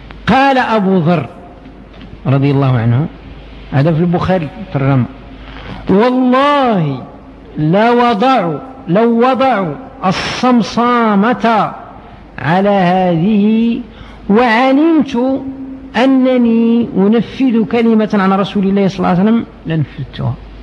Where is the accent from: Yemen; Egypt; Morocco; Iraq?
Morocco; شحال الآن عندنا في المغرب من الدكاترة